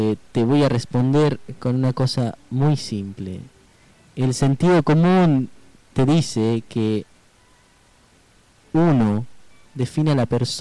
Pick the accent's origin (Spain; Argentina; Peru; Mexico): Argentina; Y además una ofensa, porque yo soy argentino.